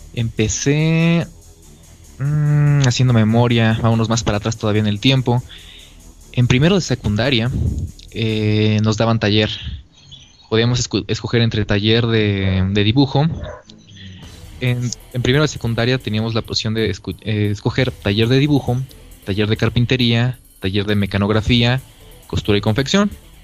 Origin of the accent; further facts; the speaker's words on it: Guanajuato, Mexico; acá en Guanajuato, cerca aquí también de mi pueblo